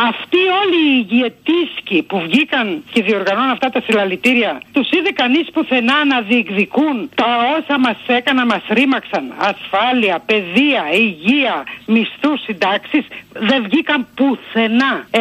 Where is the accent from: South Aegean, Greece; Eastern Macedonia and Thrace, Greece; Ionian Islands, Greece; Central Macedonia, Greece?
Eastern Macedonia and Thrace, Greece; Drama; Γεννήθηκα και μεγάλωσα στη Δράμα, στη Μακεδονία.